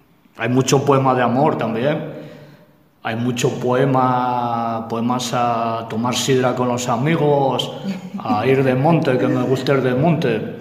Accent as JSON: {"language": "Spanish", "town": "Carbayín", "region": "Asturias", "country": "Spain", "tie": "born or raised there", "also_born_or_lived": "Vimenes", "said": "yo nací en Vimenes, fui para Carballín con meses, y yo, mi padre, mi abuelo era de Quintes, de Villa Viciosa, pero fue a trabajar a la mina Saús"}